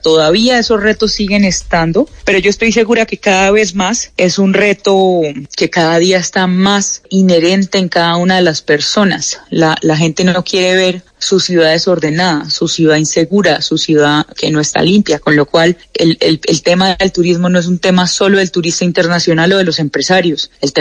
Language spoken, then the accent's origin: Spanish; Colombia; eso es lo que somos los colombianos, somos gente positiva, somos gente emprendedora.